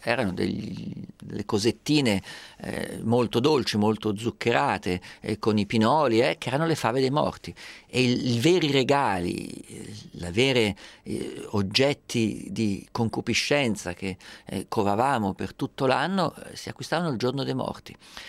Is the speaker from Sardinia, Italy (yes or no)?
no; Perugia, Umbria, Italy; io sono perugino